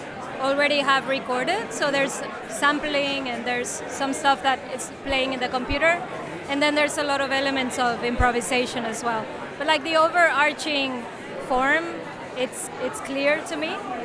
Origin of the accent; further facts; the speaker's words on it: Mexico; now in Amsterdam, Netherlands; I'm based in Amsterdam, but I am originally from Mexico. I've been living here for 5 years.